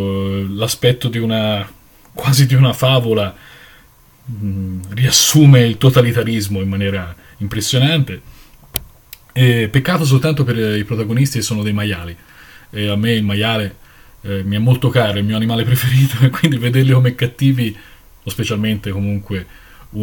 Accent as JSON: {"language": "Italian", "town": "Florence", "region": "Tuscany", "country": "Italy", "said": "ho 32 anni e vengo da Firenze"}